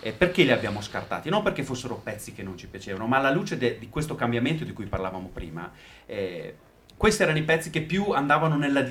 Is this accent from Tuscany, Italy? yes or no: no; Treviso, Veneto, Italy; Cioè oggi noi veniamo da Treviso, ma abbiamo girato un pochino